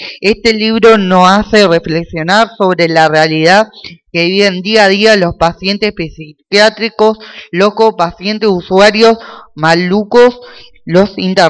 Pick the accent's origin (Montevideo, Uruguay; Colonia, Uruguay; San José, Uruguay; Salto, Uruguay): Colonia, Uruguay; soy de Colonia y quería leer esto